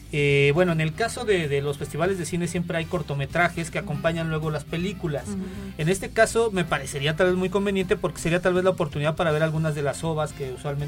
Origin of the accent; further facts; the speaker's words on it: Mexico; Es normal, somos mexicanos.